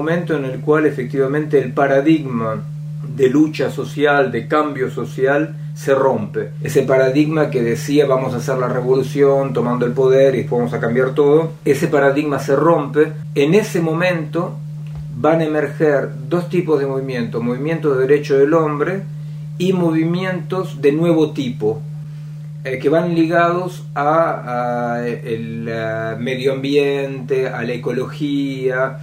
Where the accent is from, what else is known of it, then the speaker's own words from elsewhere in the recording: Argentina; soy argentino.